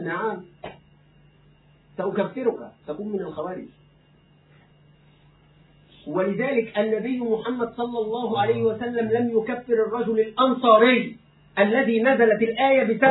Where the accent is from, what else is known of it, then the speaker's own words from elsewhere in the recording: Egypt; أنا في بلدي مصر مستقر، لا أريد السفر إلى أي دولة